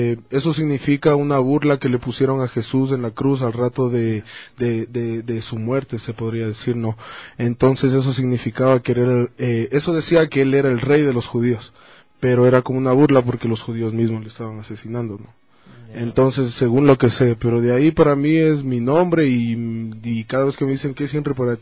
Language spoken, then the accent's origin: Spanish; Quito, Pichincha, Ecuador; Desde la parte del norte de Quito, Carapungo.